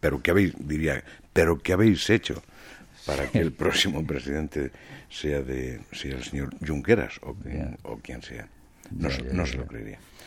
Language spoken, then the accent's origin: Spanish; Galicia, Spain; incluye a mi pueblo, en la Galicia profunda.